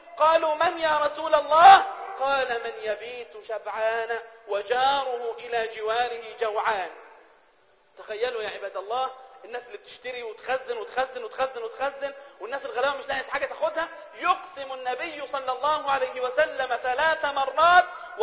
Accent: Egypt; يعني احنا لو عندنا في مصر في هذه الأيام أكبر ثروة اقتصادية في العالم

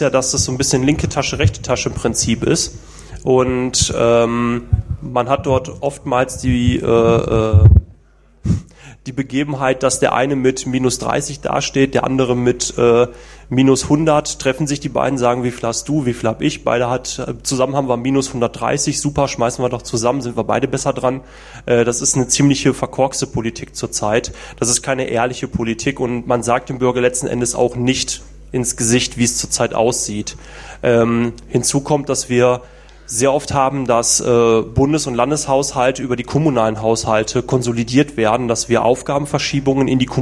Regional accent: Essen, North Rhine-Westphalia, Germany; also born or lived in Langenberg; Bin aufgewachsen in Essen

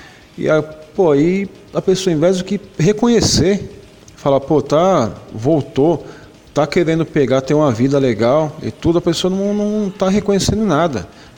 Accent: São Paulo, Brazil; sou aqui de São Paulo, sou casado há 17 anos

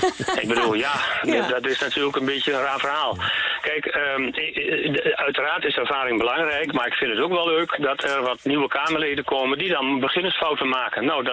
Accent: Overijssel, Netherlands; U hoort misschien aan mij dat ik uit Twente kom

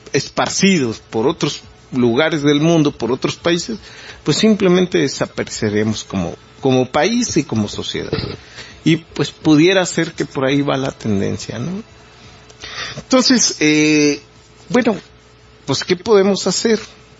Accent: Mexico; nos mantenga unidos como mexicanos si no llegáramos a tener un país

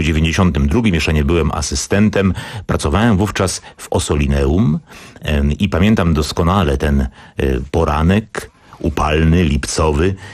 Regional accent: Wrocław, Lower Silesian Voivodeship, Poland; Jestem wrocławianinem od urodzenia

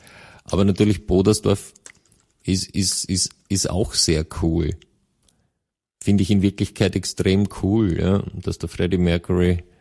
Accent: Vorarlberg, Austria; ich komme ja aus dem Westen, aber so viel ist auch im westlichsten Bundesland bekannt.

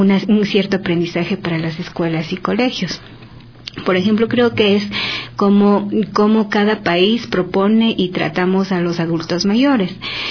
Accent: Ecuador; como delegación ecuatoriana

